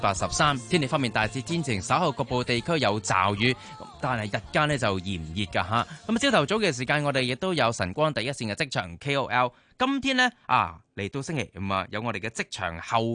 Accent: Hong Kong; 所以我哋香港人咧应该要快啲恢复过来

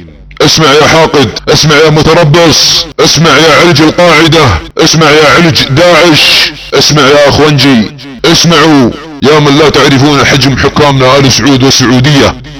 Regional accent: Saudi Arabia; يعتقدون عندما تنشغل بلادنا السعودية في الحروب وعدة جبهات

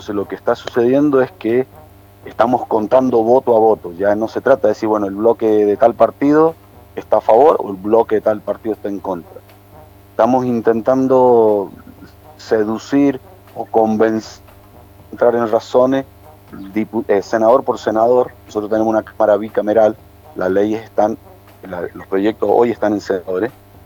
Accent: San Carlos, Mendoza, Argentina; mi pueblo, digo, en el centro, en el corazón de la provincia de Mendoza, en San Carlos

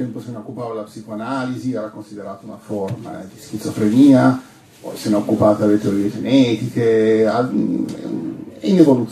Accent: Turin, Piedmont, Italy; io vengo da Torino

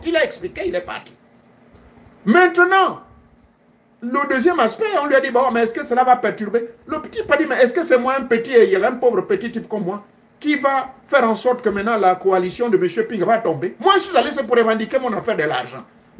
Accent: Gabon; Le cas de chez moi au Gabon, j'ai constaté que dans certains coins, mes frères pygmées se sont confiés à moi. J'ai un parent pygmée. Oui. Du côté de ma grand-mère.

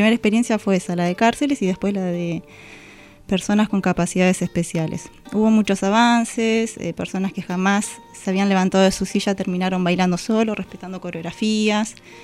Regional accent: Berisso, Buenos Aires Province, Argentina; Y yo, no, soy de Berisso.

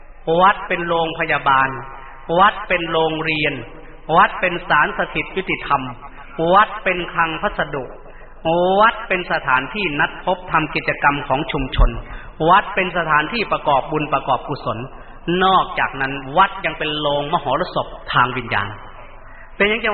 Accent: Isan, Thailand; first language Lao; ข้าพยายามฝึกพูดภาษาไทยกลางแต่ก่อนพวกเรานี่ไม่ได้พูดภาษาไทยอันนี้เราพูดภาษาลาวเรียนก็ไม่ได้เรียนหนังสือภาษาไทยนู่นเราเรียนหนังสือลาว

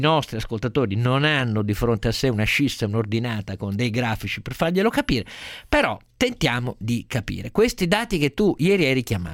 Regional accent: Turin, Piedmont, Italy; quella coltre nera che mi colpì in maniera terrificante quando ero ragazzino a Torino

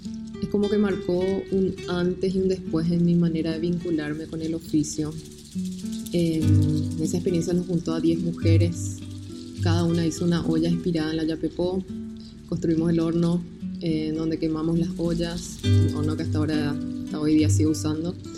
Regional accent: Asunción, Paraguay; soy alfarera de Asunción, Paraguay.

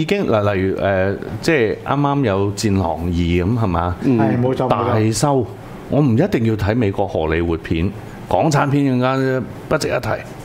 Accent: Hong Kong; 唔係好似我哋咁土生土長喺香港幾廿年

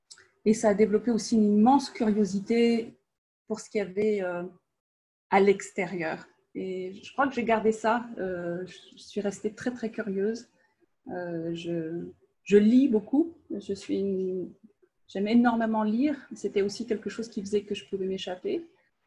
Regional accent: France; je suis française et j'habite en Normandie, dans le nord-ouest de la France.

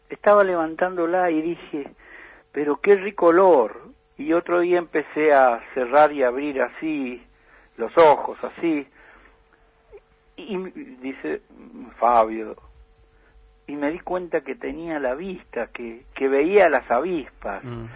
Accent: Luján de Cuyo, Mendoza, Argentina; born there; nacimos en Luján de Cuyo, ahí en una doble manzana que está cerca de la canchita de Luján

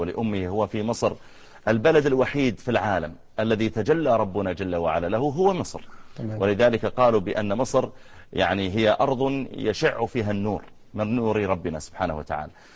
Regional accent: Saudi Arabia; الجامعات عندنا في المملكة العربية السعودية مليئة بالدكاترة المصريين. أنا أدرس في الجامعة

